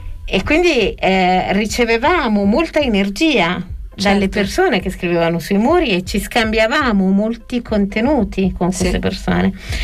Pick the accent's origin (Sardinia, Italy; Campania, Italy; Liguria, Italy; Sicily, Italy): Campania, Italy; Atripalda; born there; E io sono nata in Irpinia, cioè sono nata da Tripalda e siamo attaccati. Lui è in provincia di Benevento, io in provincia di Avellino.